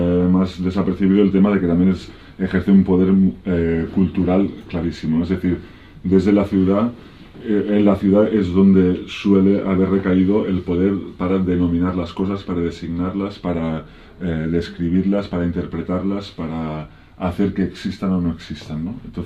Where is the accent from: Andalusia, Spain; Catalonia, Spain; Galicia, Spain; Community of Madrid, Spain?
Catalonia, Spain; Barcelona; yo me crié en Barcelona y hace unos 20 años, ahora 20 años, que vivo en entornos de montaña, pues en núcleos abandonados, sobre todo por el Pirineo, aunque también viví unos años en las montañas de Prades, en el interior de Tarragona.